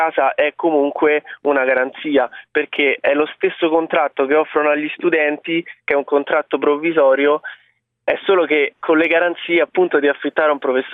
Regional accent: Rome, Lazio, Italy; io sono un ragazzo di 21 anni, vengo da Roma

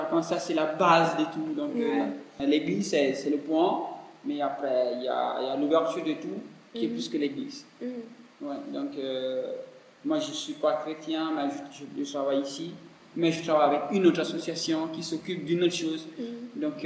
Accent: Cameroon; first language Fula; French is a second language; Moi, je ne suis pas français. Moi, je ne suis pas anglais. Je ne suis pas italien. Mais je suis camerounais.

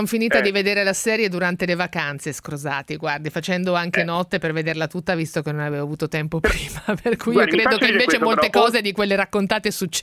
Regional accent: Marche, Italy; now in Milan, Italy; io intanto sono una marchigiana che vive a Milano

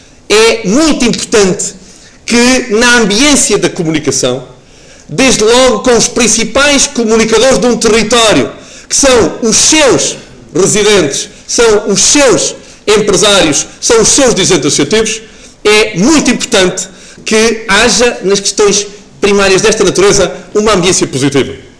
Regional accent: Portugal; como portugueses que somos, povo do mais belo do mundo

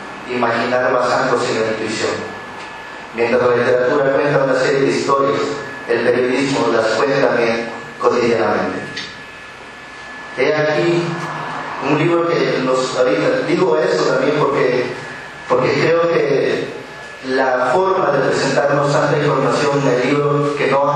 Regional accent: Oaxaca, Mexico; Porque también nosotros como Oaxaqueños estábamos aprendiendo a hacer periodismo.

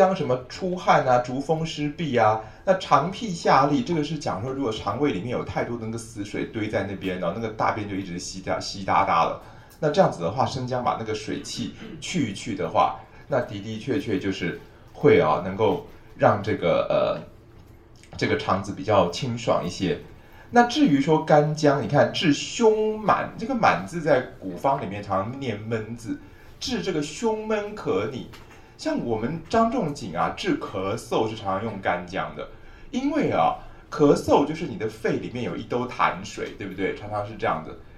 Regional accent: Taiwan; 我们台湾人的水毒的问题非常糟，非常要命

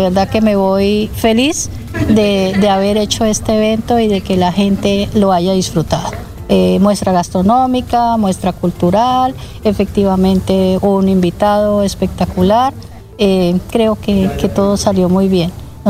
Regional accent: Colombia; nuestro gran aporte como colombianos es llevar siempre con orgullo nuestra bandera, es decir, somos colombianos

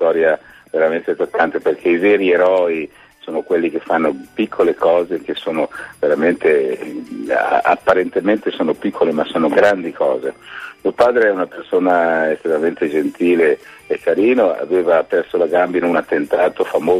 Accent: Milan, Lombardy, Italy; No, non lo so il milanese, io sono un milanese che non sa.

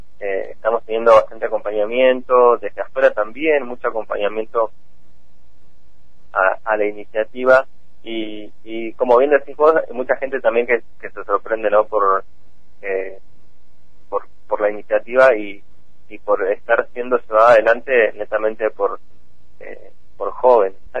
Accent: Cushamen, Chubut, Argentina; Hace 3 años que yo vuelvo a mi pueblo, a Cusamen

